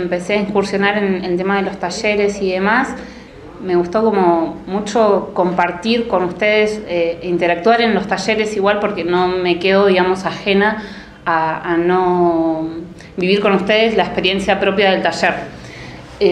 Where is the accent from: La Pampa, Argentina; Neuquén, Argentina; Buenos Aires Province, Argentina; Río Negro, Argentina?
Río Negro, Argentina; Bariloche; No, no soy de Buenos Aires. Soy nacida y criada en Bariloche. Soy una NIC. Vivo en la parte del Alto, en el barrio Levalle. Me crié toda la vida ahí.